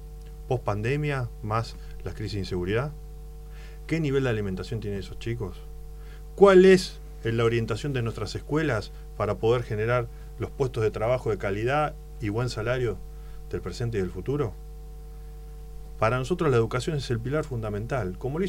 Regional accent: Rosario, Santa Fe, Argentina; Soy de Rosario y camino a la ciudad de Rosario, como siempre lo he hecho, y recorrí toda la provincia de Santa Fe

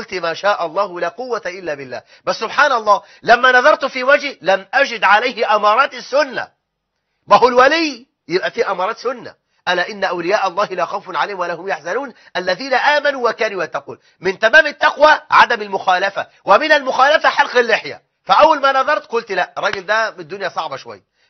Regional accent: Egypt; احنا عندنا في مصر 850 الف ساحر ودجال ومشعوذ

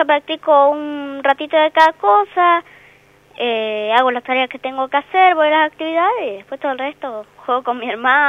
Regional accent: Córdoba, Argentina; born there; Sí, yo nací en Córdoba.

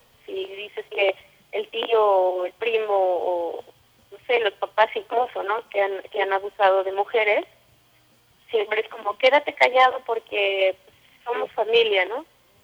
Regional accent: Iztapalapa, Mexico City, Mexico; Los grafitis que salen ahí están por mi casa, nosotros somos de Iztapalapa.

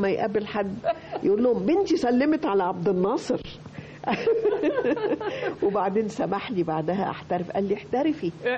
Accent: Alexandria, Alexandria Governorate, Egypt; أنا اسكندرانية المولد والتعليم، أنا خدت البكالوريوس تجارة من جامعة اسكندرية.

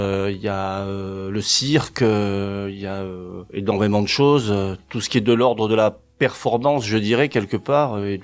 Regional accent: Marseille, Provence-Alpes-Côte d'Azur, France; Moi, je suis marseillais d'origine, donc j'allais beaucoup au théâtre de la Criée à Marseille quand j'étais petit.

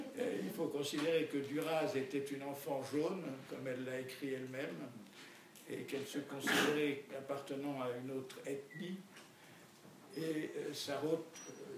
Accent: France; born there; Je suis né en France, de parents français, et c'est marqué que je suis français sur ma carte d'identité.

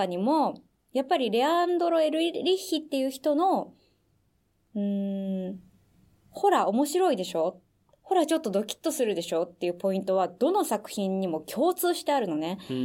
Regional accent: United States; 実は僕はアメリカ育ちなのですが

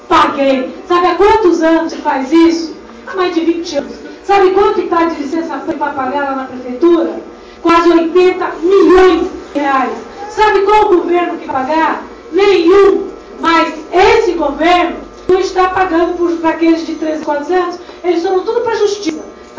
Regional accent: Cubatão, São Paulo, Brazil; born there; Eu, como disse, eu nasci em Cubatão.

